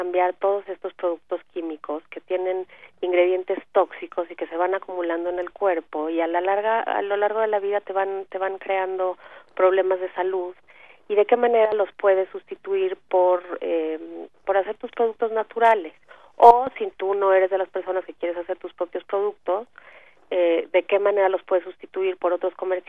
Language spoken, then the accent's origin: Spanish; Mexico City, Mexico; yo soy del DF, pero ya me voy a ir para allá en unos días para dar unos talleres.